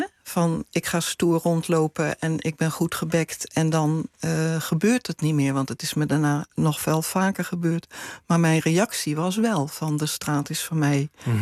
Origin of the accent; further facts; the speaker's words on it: Rotterdam, South Holland, Netherlands; Ik kom uit Rotterdam.